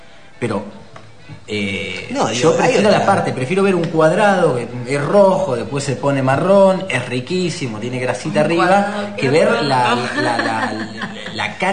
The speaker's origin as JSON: {"language": "Spanish", "region": "Buenos Aires", "country": "Argentina", "said": "que dice que no somos los únicos porteños"}